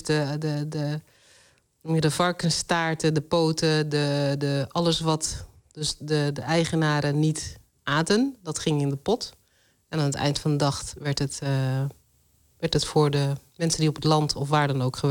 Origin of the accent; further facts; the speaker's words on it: Netherlands; Ja, want ik ben altijd Nederlander geweest. Ik heb Surinaamse roots. En daar ben ik apen trots op. Maar ik ben ook een hele... ik ben een Nederlander.